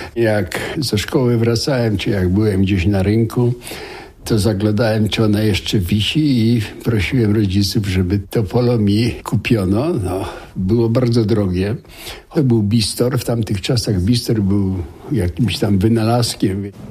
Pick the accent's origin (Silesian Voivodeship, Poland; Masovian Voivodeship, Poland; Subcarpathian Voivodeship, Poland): Silesian Voivodeship, Poland; Racibórz; born there; Ja się urodziłem w Raciborzu. Racibórz jest bardzo ładnie zurbanizowanym i wyremontowanym po wojnie miastem.